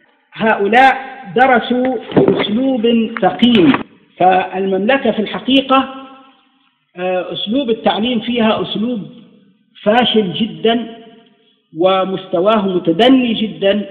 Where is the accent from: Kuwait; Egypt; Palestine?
Egypt; نحن عندنا في مصر الذي يخطب بورقة على المنبر ممكن يضربه الناس